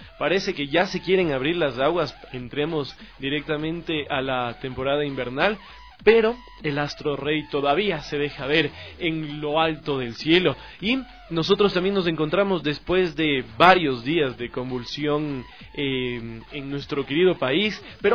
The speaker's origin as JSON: {"language": "Spanish", "country": "Ecuador", "said": "no olvidemos que somos todos ecuatorianos, nacidos bajo una misma bandera"}